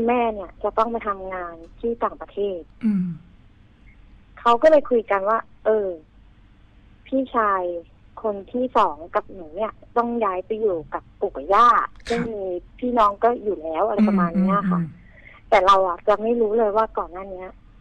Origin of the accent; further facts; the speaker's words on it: Bangkok, Thailand; moved away; ก่อนหน้าที่จะย้ายมาอยู่เลยต่างจังหวัดเนี่ยคือเป็นคนกรุงเทพเป็นพื้นเพเป็นคนกรุงเทพเลย